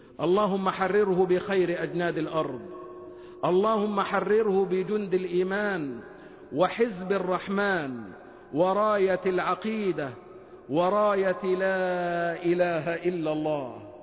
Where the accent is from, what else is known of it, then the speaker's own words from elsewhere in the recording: Egypt; وأن يحفظ بلدنا مصر وشعبها وقائدها وكل مؤسساتها من كل مكروه وسوء